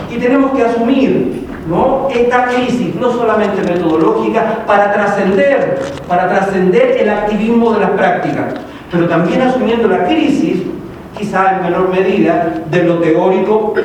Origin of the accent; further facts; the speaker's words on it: Chile; now in Cuba; al ser chileno, pero al no estar viviendo en Chile, yo soy chileno pero vivo en Cuba, y desde ahí miro también, digamos, a mi país